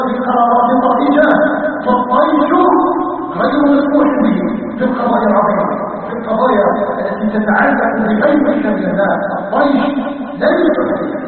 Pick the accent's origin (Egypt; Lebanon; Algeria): Algeria; نسأله تبارك وتعالى أن يجعل بلدنا الجزائر آمنا مطمئنا مستقرا